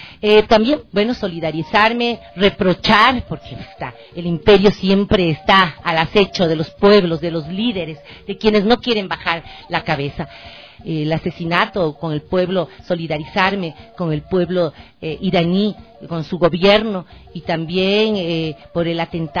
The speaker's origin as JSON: {"language": "Spanish", "country": "Ecuador", "said": "Ese es el derecho que tenemos como ecuatorianos y ecuatorianas, como latinoamericanos"}